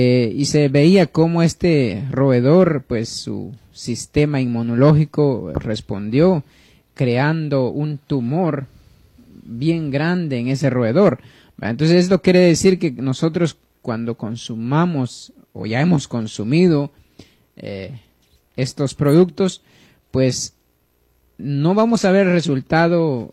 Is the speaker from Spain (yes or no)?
no; Guatemala; now in New Jersey, United States; por aquellos que pues no me sintonizaron al principio. Vivo en Nueva Jersey, soy guatemalteco